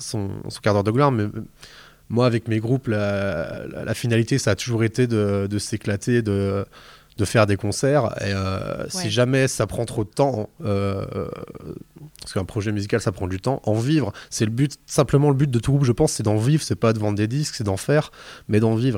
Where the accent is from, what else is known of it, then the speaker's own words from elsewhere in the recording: Grand Est, France; Mais oui, il y en a évidemment, et puis même moi, je suis des Vosges